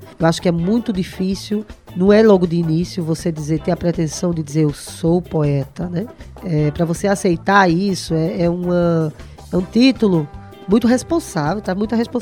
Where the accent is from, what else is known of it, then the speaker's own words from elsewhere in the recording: Recife, Pernambuco, Brazil; eu sou de Recife, né, como eu falei antes, mas minha família toda é do sertão do Pajeú, da cidade de Itabira.